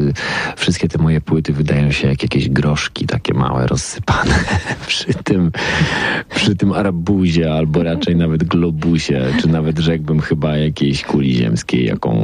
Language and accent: Polish; Zielona Góra, Lubusz Voivodeship, Poland; also born or lived in Wrocław; ja pochodzę z Zielonej Góry, tam się urodziłem, mieszkałem lata we Wrocławiu, oczywiście, z którym się bardzo związałem i który nadal bardzo kocham, gdzieś tam w sercu go noszę. Ale tutaj jakby znalazłem taką nową ziemię swoją